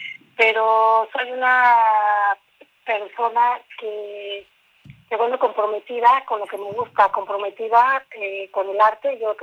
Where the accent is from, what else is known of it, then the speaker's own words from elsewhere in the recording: Huetamo, Michoacán, Mexico; born there; now in Morelia, Mexico; Y bueno, nací en Huetamo, Michoacán. Me vine a estudiar aquí en la ciudad de Morelia, persiguiendo mis sueños, ¿no?